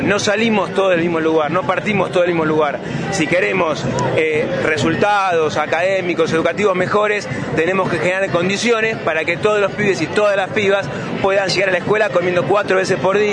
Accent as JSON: {"language": "Spanish", "town": "Bariloche", "region": "Río Negro", "country": "Argentina", "said": "soy de acá de Bariloche, vivo en el kilómetro 5."}